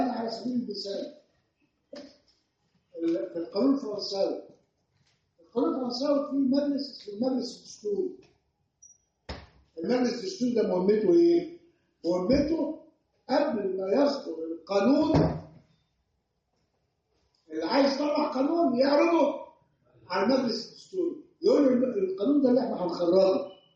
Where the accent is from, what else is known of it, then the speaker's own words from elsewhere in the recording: Egypt; بتكلم بالامثله الوضع عندنا في مصر. عندنا وضع في مصر القاضي ما بيتعرضش للدستوريه